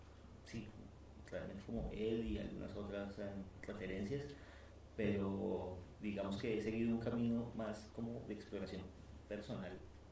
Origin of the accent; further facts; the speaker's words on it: Bogotá, Colombia; je suis de Bogotá, Colombia.